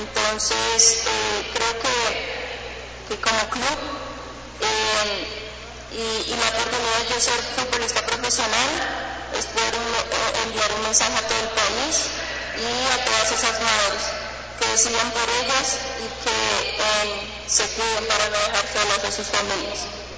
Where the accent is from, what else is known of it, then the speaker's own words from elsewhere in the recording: Colombia; now in Ecuador; yo como colombiana aquí en el Ecuador, vengo a dejar una huella.